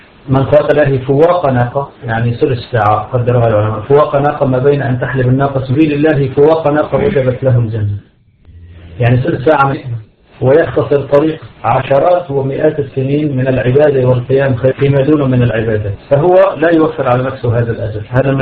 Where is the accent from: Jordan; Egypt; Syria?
Syria; نحن عندنا في بلاد الشام كان فيه الأمن السياسي والأمن العسكري